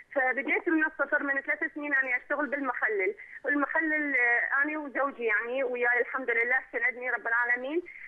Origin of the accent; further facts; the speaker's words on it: Iraq; أنا امرأة من العراق، كنت أعمل بالتجارة